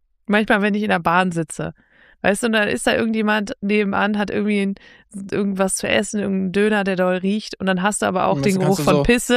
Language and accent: German; Northern Germany, Germany; Ich komme ja aus dem Norden, da fehlt mir die Bildung.